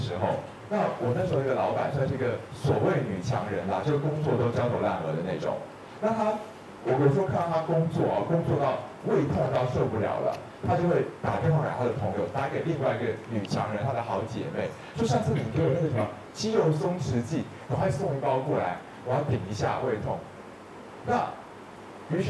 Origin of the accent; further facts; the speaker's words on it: China; 当然我们中国人会认为酒是湿热之气，